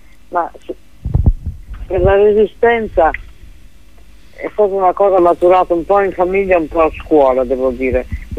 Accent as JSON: {"language": "Italian", "town": "Novara", "region": "Piedmont", "country": "Italy", "tie": "born or raised there", "said": "io ho studiato al liceo di Novara, che è la mia città natale"}